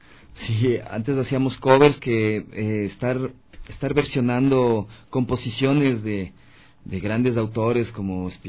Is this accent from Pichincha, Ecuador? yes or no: yes; Quito, Pichincha, Ecuador; No, yo soy de Quito.